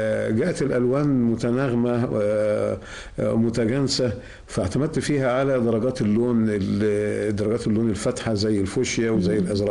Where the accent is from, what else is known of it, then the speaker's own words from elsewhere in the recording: Egypt; moved away; حنين للوطن، حنين للرجوع بقى للمشاركات داخل بلدنا الحبيبة، داخل بلدنا مصر.